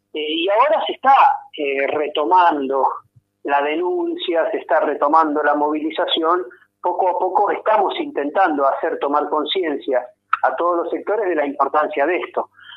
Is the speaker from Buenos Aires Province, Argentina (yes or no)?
no; Neuquén, Argentina; born there; yo que soy nacido en Neuquén, tengo mi familia